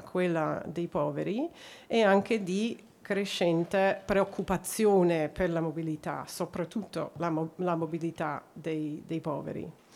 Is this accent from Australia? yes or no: yes; Australia; Italian is a second language; non sono austriaca o tedesca, sono australiana, quindi vi chiedo scusa di non né poter parlare in tedesco e solo nel mio italiano non perfetto.